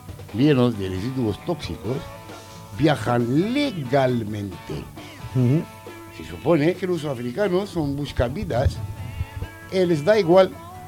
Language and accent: Spanish; Algeria; En mi país, soy argelino, está saliendo el agua, el desierto a borbotones.